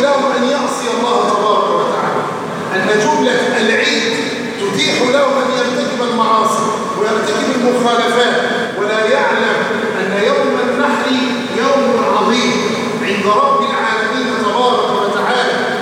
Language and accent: Arabic; Egypt; أن يجعله عيد خير على بلدنا مصر وسائر بلاد